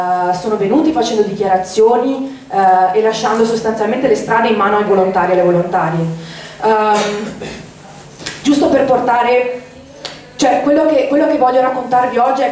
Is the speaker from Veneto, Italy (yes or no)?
yes; Venice, Veneto, Italy; Vengo da Venezia, in cui, come saprete tutti, in questi giorni sta vivendo una situazione drammatica.